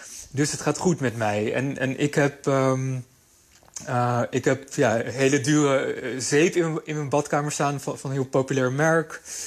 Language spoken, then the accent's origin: Dutch; Amsterdam, North Holland, Netherlands; ik ben nu 34 jaar en ik ben opgegroeid in Amsterdam.